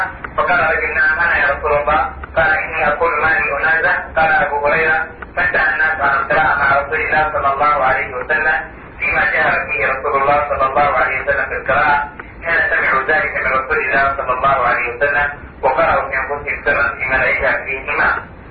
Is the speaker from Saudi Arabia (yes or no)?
yes; Saudi Arabia; عندنا في المملكة العربية السعودية